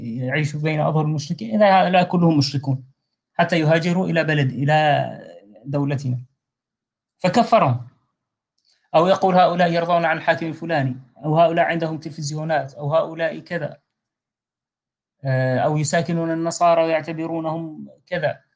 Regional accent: Syria; طبعا أنا أتكلم عن معرفة لما كان يقال يعني ويدور في بلدي في سوريا من أنواع من أنواع التكفيرات التي كفر بها الناس هناك

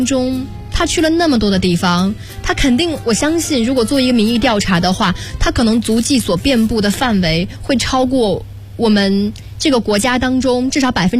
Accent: Jiangsu, China; 因为我是江苏人，我从上海虹桥机场起飞去的韩国。

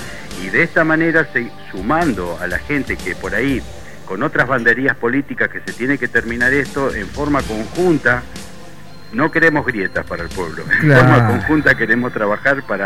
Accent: Metileo, La Pampa, Argentina; also born or lived in General Pico; Yo nací en Metileo, me crié acá en la zona y estuve hasta los 18 años y me tuve que ir a trabajar a General Pico. Después, bueno, cuando tuve que hacer una elección de dónde instalarme para mi actividad, elegí de nuevo Metileo y hace 18 años que estoy trabajando de nuevo acá.

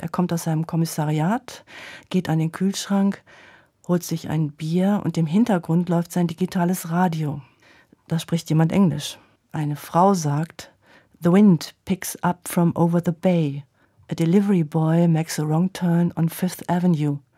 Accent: Schwelm, North Rhine-Westphalia, Germany; Das Schwelm liegt am Rand vom Ruhrgebiet und ich bin dort groß geworden in einem 3-Etagen-Haus.

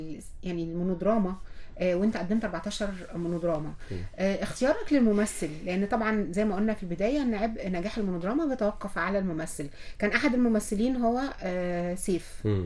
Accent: Egypt; أنا شخصيا فخورة بيه يعني كمصرية.

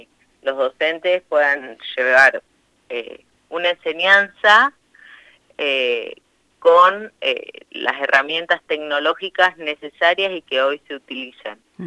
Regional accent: Intendente Alvear, La Pampa, Argentina; yo soy de Intendente Alvear y mi mamá es docente ahí

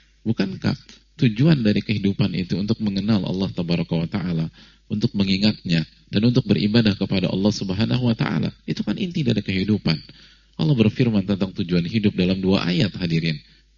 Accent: Yogyakarta, Special Region of Yogyakarta, Indonesia; Saya dari Jogja dan ibu dari Lampung.

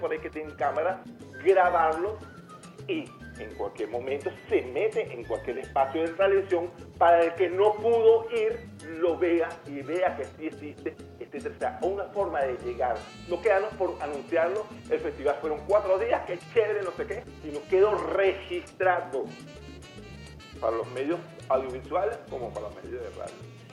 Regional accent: Venezuela; a mí por lo menos como venezolano, me siento pero súper relajado

